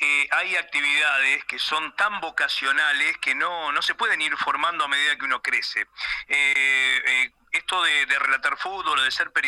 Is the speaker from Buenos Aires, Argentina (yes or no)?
no; Concordia, Entre Ríos, Argentina; Yo, como bien decías vos, nací en Concordia, frente a Salto, nos une y nos separa y nos une a la vez el hermoso río Uruguay. Así que siempre allá en mi Concordia natal escuché mucho Radio Uruguaya.